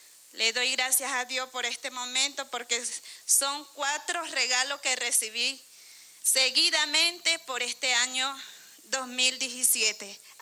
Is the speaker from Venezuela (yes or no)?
yes; Amazonas, Venezuela; Del municipio Atabapo, pero estoy en el estado Amazonas